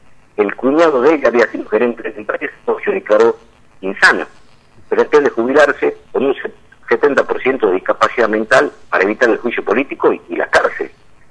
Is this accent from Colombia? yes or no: no; Tartagal, Salta, Argentina; ya se pasó en Tartagal, en Salta, en mi pueblo, con gran éxito